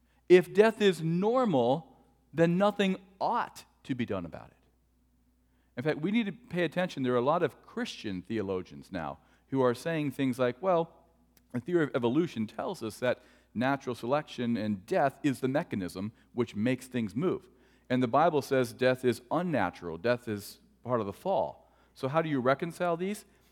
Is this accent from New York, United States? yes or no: no; Cleveland, Ohio, United States; In fact, growing up in Cleveland, Cleveland sports is my number one argument for God's existence.